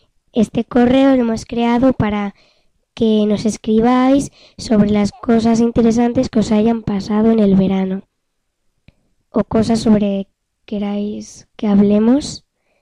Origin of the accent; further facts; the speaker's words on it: Aragon, Spain; y luego también he estado en mi pueblo que está por Huesca